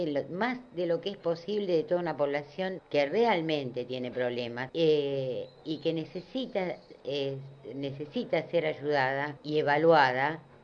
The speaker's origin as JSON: {"language": "Spanish", "country": "Argentina", "said": "me indigna bastante, siendo argentina, ¿viste?"}